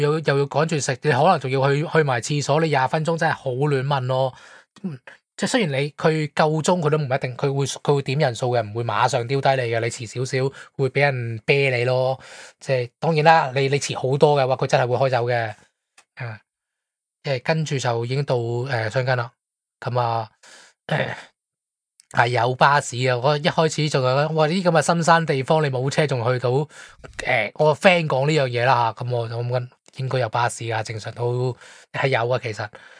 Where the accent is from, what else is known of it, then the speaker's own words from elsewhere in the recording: Guangdong, China; 你见我哋平时我哋广东人蒸鱼啊，啲汁系清澈噶嘛。